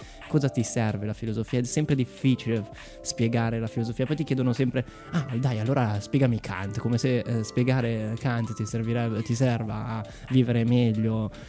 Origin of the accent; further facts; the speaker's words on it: Como, Lombardy, Italy; vengo da Como, e ok, quindi vado in radio a Como, ci sa tutto, e sono nato nel 1991